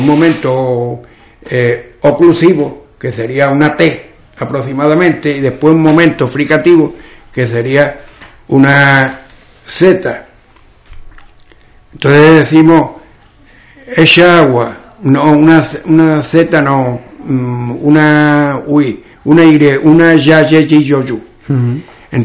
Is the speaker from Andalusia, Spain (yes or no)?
yes; Andalusia, Spain; accent: western Andalusian; las hablas andaluzas se pueden dividir en hablas orientales y las occidentales. En las occidentales, que estamos nosotros